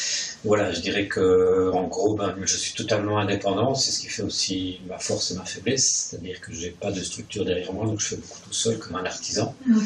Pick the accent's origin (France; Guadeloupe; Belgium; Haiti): Belgium; Verviers, Wallonia; je suis originaire de Verviers, à l'opposé d'ici